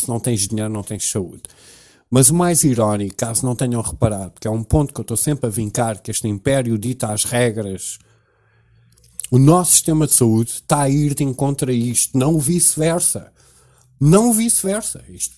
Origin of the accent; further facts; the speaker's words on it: Cascais, Lisbon, Portugal; born there; Eu nasci no Hospital de Cascais Antigo